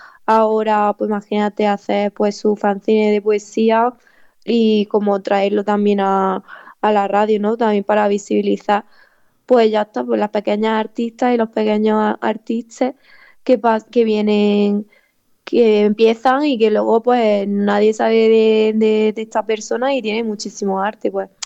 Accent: Granada, Andalusia, Spain; Porque soy de ahí de Granada, capital, de bueno, de un pueblito de por ahí, y ahí en Granada estamos ahora mucho luchando sobre el tema de la vivienda

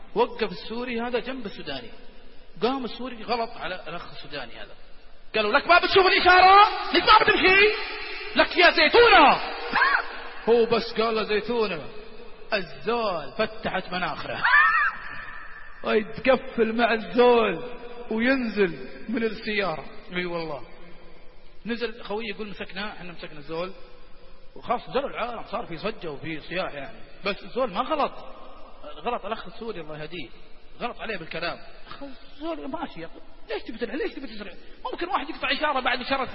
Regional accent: Saudi Arabia; إحنا سعوديين حارين شوي حارين الآن إحنا سعوديين

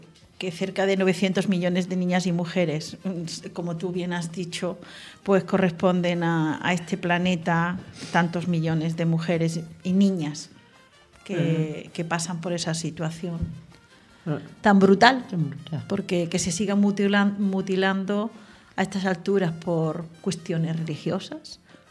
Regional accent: Calaf, Catalonia, Spain; Las primeras fregonas que se utilizaron en mi pueblo de Calaf

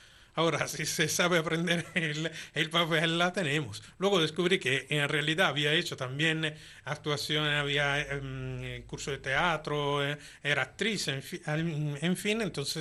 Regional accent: Italy; Spanish is a second language; yo soy italiano, evidentemente, por lo cual tengo poca facilidad de escribir algo que sea creíble

